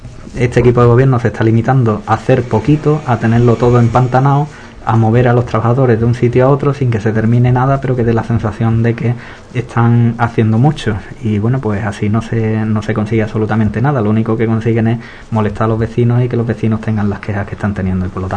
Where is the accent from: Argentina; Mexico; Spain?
Spain; nosotros somos españoles también